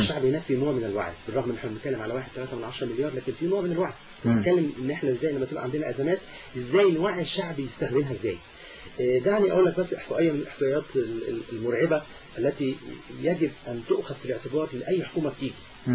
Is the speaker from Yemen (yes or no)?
no; Egypt; لان احنا كمصريين ناس كويسين قوي وبنحاول نلف وندور